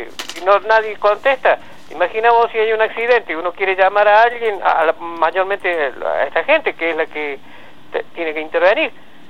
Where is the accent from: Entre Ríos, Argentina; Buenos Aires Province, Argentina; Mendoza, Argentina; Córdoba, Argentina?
Córdoba, Argentina; Arroyo de los Patos; No, soy de Arroyo de los Patos. De Arroyo de los Patos.